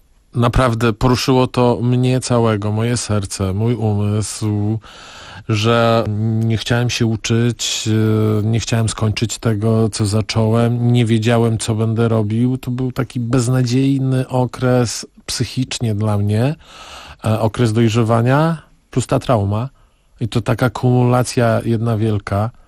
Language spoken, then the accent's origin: Polish; Podlaskie Voivodeship, Poland; No ja jestem z Podlasia, a ta tkliwość jest szczególna